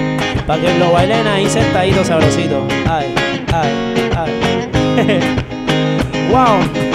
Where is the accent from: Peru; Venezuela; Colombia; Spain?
Venezuela; also born or lived in Cartagena; Soy un artista de la ciudad de Cartagena. Que nací aquí, crecí en otro país, crecí en Venezuela.